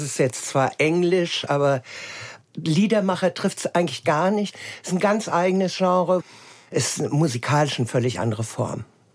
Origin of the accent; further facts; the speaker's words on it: Hesse, Germany; Ich bin auf dem Land aufgewachsen, hessischen Hinterland.